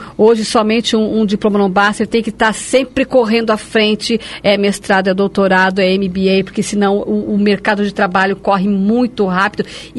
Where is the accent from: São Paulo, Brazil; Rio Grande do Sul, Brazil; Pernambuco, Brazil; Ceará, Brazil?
São Paulo, Brazil; eu sou brasileiro, sou filho de português, mas sou paulista, acima de tudo, antes eu sou paulista.